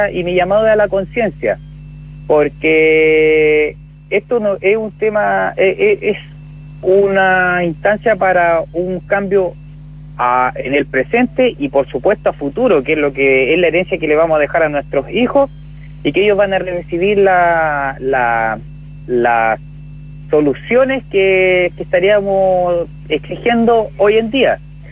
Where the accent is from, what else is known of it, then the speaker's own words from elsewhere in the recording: Chile; como pueblo, como gente chilena